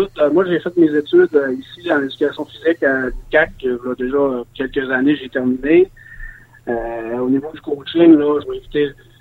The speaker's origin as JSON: {"language": "French", "town": "Saguenay", "region": "Quebec", "country": "Canada", "said": "moi, je viens du Saguenay, dans le haut du lac, ils ont une autre réalité aussi des distances."}